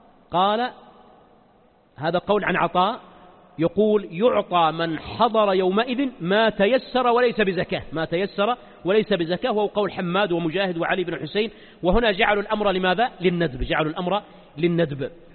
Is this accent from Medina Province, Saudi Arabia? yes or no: no; Mecca, Makkah Province, Saudi Arabia; طبعا الجزيرة العربية ما عندنا في مكة الزيتون